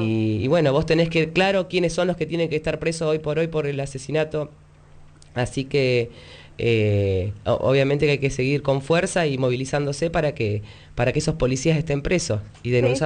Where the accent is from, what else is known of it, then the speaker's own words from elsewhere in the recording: Neuquén, Argentina; nosotros, por ejemplo, bueno, somos de Neuquén